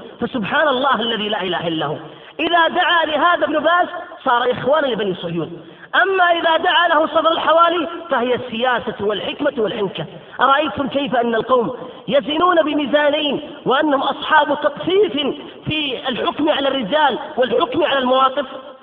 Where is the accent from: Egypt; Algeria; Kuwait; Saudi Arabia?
Saudi Arabia; Qatif, Eastern Province; عندنا في القطيف وفي بلاد الشرقية